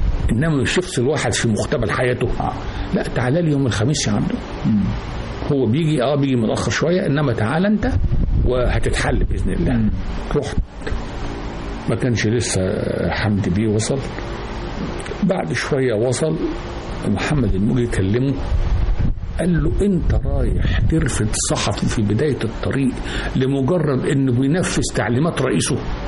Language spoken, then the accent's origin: Arabic; El-Qanayat, Sharqia Governorate, Egypt; انا من الشرقية بلد اسمها القنيات